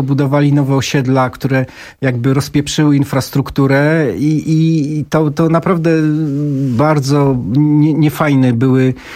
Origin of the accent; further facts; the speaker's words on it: Częstochowa, Silesian Voivodeship, Poland; Ja na przykład pochodzę z Częstochowy i to sam na własnej skórze odczułem.